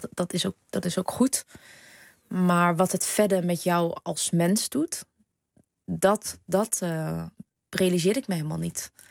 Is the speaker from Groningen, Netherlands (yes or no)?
yes; Groningen, Netherlands; accent: Gronings; Want ik ben hier wel geboren. Ik ben in Groningen geboren. En ik heb tot ik naar de toneelschool ging... echt een Gronings en Vietnamese accent gehad... die ik kaart heb afgeleerd.